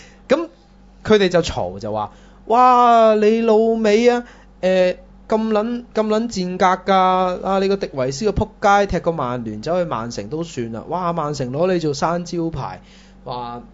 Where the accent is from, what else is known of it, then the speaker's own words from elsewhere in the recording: Hong Kong; 即係我哋香港人都會覺得